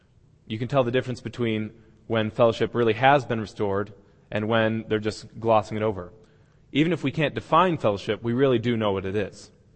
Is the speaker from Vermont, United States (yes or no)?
no; Hartford, Connecticut, United States; born there; I was born in New England, which is the northeastern section of the United States. I was born in Hartford, Connecticut.